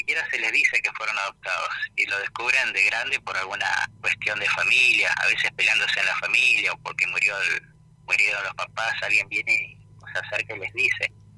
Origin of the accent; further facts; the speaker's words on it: Buenos Aires, Argentina; born there; Y yo de casualidad nací acá en Buenos Aires, podía haber sido cordobés, casi nazco en Córdoba por unos meses.